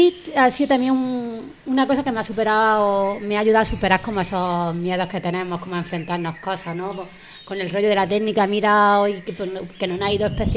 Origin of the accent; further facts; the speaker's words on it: Jaén, Andalusia, Spain; accent: Jaén; Ponerme a locutar y luego escucharme con mi acento del Jaén profundo, ¿no?